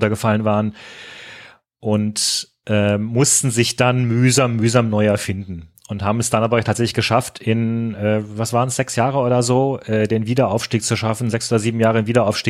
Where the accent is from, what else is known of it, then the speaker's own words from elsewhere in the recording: Frankfurt, Hesse, Germany; Ich meine, euch muss ich als Frankfurter bei guter Stimmung nichts erzählen.